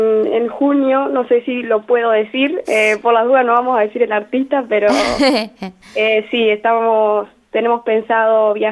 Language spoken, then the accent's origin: Spanish; Lo Antoro, Argentina; now in Santa Rosa, Argentina; Yo soy de Lo Antoro, sí, pero bueno, actualmente estoy viviendo en Santa Rosa porque estoy estudiando acá.